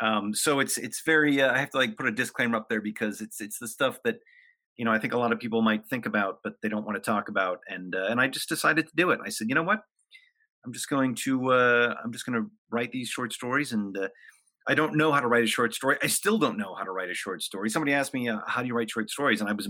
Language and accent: English; Hollywood, California, United States; I came from a very dysfunctional family, a very dysfunctional upbringing. I grew up in Hollywood, which is extremely dysfunctional.